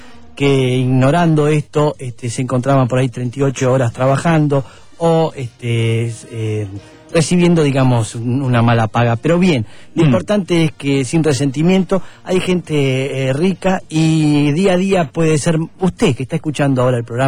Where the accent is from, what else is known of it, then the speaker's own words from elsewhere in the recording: San Isidro, Buenos Aires Province, Argentina; Pero sí, soy de San Isidro y todo eso, sí.